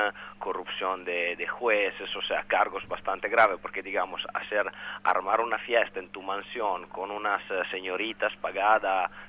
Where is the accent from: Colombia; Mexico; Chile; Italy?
Italy; Spanish is a second language; moved away; A mí personalmente, como italiano en el exterior, me da mucha vergüenza